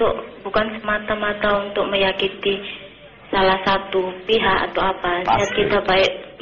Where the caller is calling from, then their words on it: Mataram, West Nusa Tenggara, Indonesia; di Mataram.